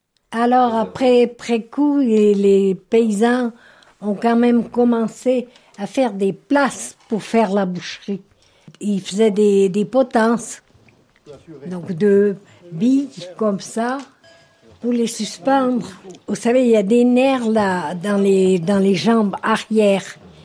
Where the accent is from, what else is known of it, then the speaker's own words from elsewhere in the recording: Chandon, Fribourg, Switzerland; born there; Je suis née dans un petit village de la commune de Lille qui s'appelle Chandon le 27 mai 1925.